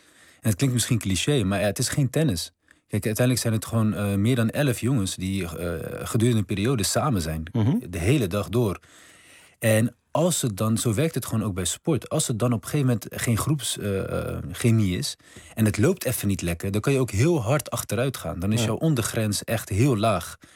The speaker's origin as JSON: {"language": "Dutch", "town": "Rotterdam", "region": "South Holland", "country": "Netherlands", "said": "Kijk, mijn opa, we komen uit Rotterdam-Zuid."}